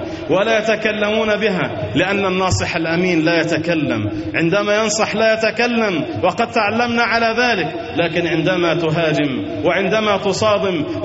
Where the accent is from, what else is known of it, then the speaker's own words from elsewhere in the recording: Egypt; وأن ينزل على بلادنا مصر الأمن والأمان والسكينة والاستقرار